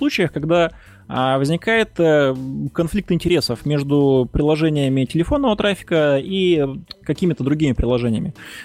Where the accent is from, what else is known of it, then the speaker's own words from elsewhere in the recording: Maykop, Adygea, Russia; например, на моей малой родине, в городе Майкопе.